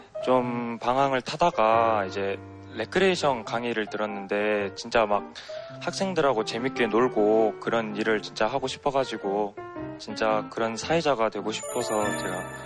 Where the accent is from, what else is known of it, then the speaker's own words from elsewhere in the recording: Suncheon, South Jeolla, South Korea; 네, 순천에서.